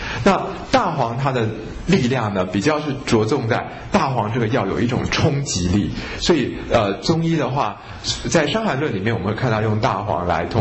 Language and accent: Chinese; China; 因为我们中国人说五行是土生金，对不对？